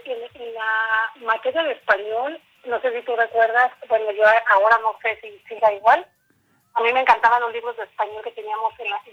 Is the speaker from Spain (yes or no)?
no; Huetamo, Michoacán, Mexico; born there; now in Morelia, Mexico; Y bueno, nací en Huetamo, Michoacán. Me vine a estudiar aquí en la ciudad de Morelia, persiguiendo mis sueños, ¿no?